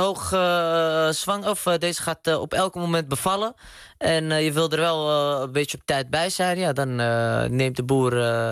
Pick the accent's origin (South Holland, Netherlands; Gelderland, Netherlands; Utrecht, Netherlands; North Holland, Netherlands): North Holland, Netherlands; Amsterdam; De eerste gediplomeerde Marokkaanse boer uit Amsterdam-Oost.